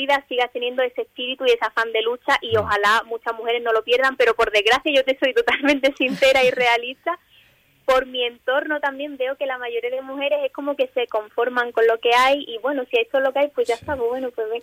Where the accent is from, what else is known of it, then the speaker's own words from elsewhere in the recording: Western Sahara; aunque tenga 90 años y no haya vuelto al Sahara, seguiré siendo, diciendo que soy saharaui mil por mil